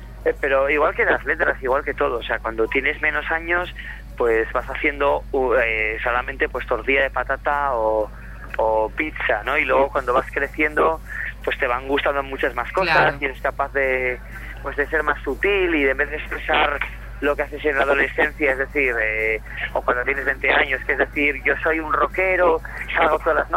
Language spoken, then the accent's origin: Spanish; Gijón, Asturias, Spain; yo que soy un poco de pueblo. Hazte cuenta que yo soy de Gijón, que vivo en una ciudad de 300.000 habitantes.